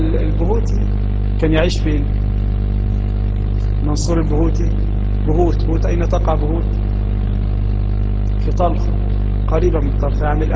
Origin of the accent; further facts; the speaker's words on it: Egypt; وما يفيدنا كمصريين في دراسة هذا الكتاب